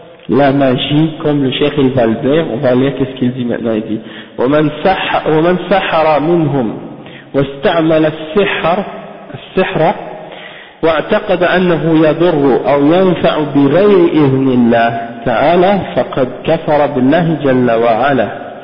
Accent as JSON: {"language": "French", "country": "Haiti", "said": "comme par exemple chez nous en Haïti par exemple."}